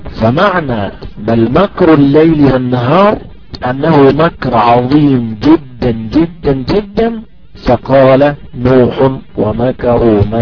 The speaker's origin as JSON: {"language": "Arabic", "country": "Egypt", "said": "فمثلا عندنا في مصر الأهرامات الثلاثة، مثلا عندنا في مصر نهر النيل"}